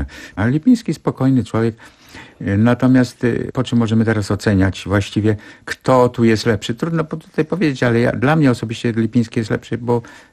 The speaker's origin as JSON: {"language": "Polish", "town": "Gdańsk", "region": "Pomeranian Voivodeship", "country": "Poland", "tie": "born or raised there", "said": "ja cały czas czuję się gdańszczaninem. W końcu w Gdańsku się urodziłem, w Gdańsku się wykształciłem. Do Gdańska regularnie przyjeżdżam."}